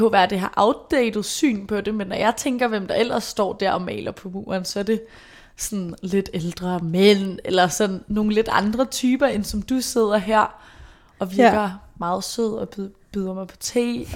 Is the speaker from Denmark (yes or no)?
yes; Brøndby, Capital Region of Denmark, Denmark; Jeg kommer selv fra Brøndby